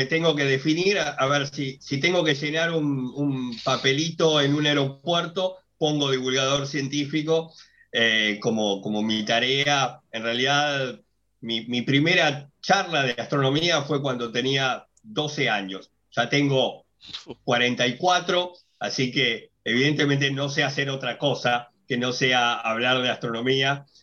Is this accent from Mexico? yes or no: no; Argentina; se decretó la cuarentena obligatoria en mi país, en Argentina